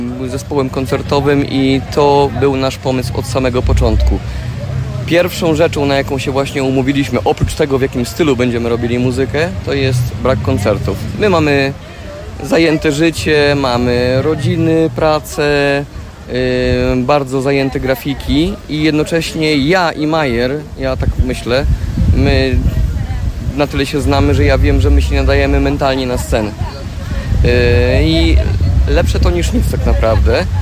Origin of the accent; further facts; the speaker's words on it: Staszów, Świętokrzyskie Voivodeship, Poland; now in London, United Kingdom; obydwaj pochodzimy z Polski południowo-wschodniej, ja Staszów, Majer Sanok